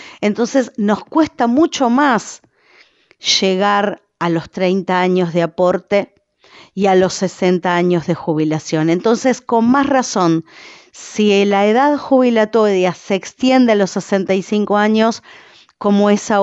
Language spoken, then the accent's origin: Spanish; Uruguay; esto es un debate que nos debemos como uruguayos, como uruguayas